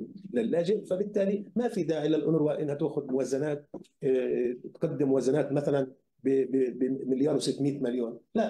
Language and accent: Arabic; Palestine; مش وهم عندنا احنا كفلسطينيين